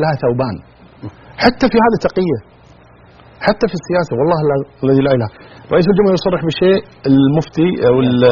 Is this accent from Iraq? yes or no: no; Kuwait; أولا نقول كلمة عندنا في الكويت نقولها، فك نفسك.